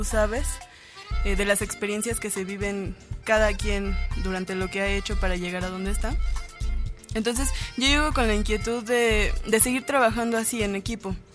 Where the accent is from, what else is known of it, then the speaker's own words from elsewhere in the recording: Valle de Chalco, State of Mexico, Mexico; Bueno, yo soy de Xico, Valle de Chalco.